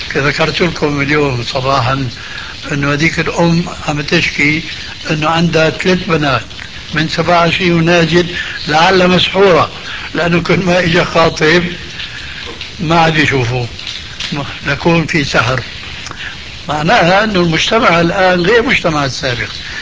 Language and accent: Arabic; Syria; كما يقولون عندنا بالشام